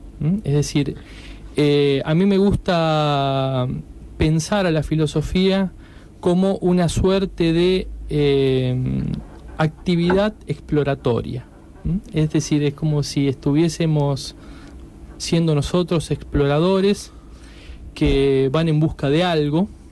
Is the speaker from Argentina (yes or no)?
yes; Paraná, Entre Ríos, Argentina; yo empecé estudiando Derecho en Santa Fe, soy de Paraná, cuando me vine a estudiar filosofía en Rosario...